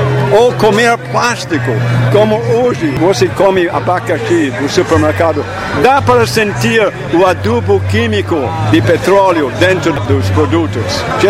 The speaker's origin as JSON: {"language": "Portuguese", "region": "Scotland", "country": "United Kingdom", "second_language": "Portuguese", "moved": "yes", "lives_now": "Brazil", "said": "Quando eu cheguei aqui no Brasil, porque eu sou escocês legítimo, quando eu cheguei aqui no Brasil na década de 60"}